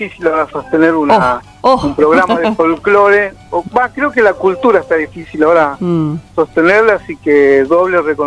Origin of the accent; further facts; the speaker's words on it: Buenos Aires, Argentina; born there; Claro, yo nací en Buenos Aires